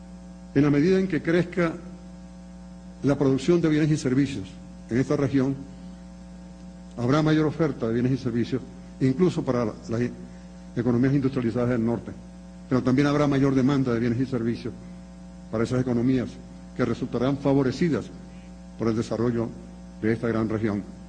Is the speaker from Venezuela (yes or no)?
yes; Venezuela; Porque yo como venezolano, nosotros los de Venezuela y creo que de otros territorios fronterizos con Colombia, sufrimos las consecuencias del conflicto armado en Colombia.